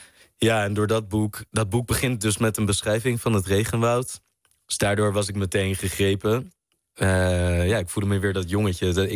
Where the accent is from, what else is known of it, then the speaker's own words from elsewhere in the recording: Netherlands; Als Nederlander niet.